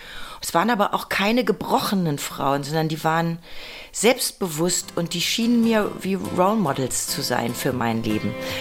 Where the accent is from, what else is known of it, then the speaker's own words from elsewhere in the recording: Bad Salzuflen, North Rhine-Westphalia, Germany; Bei uns gab es fast nur Klassikplatten in meiner Kindheit in Bad Salzuflen in Ostwestfalen.